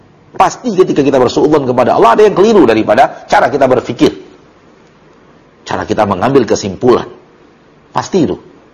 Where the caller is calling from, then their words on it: Bukittinggi, West Sumatra, Indonesia; Saya dari Bukit Tinggi